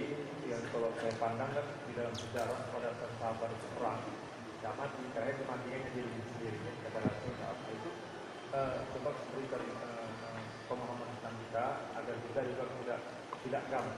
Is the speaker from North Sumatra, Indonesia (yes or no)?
no; Makassar, South Sulawesi, Indonesia; dari Makassar.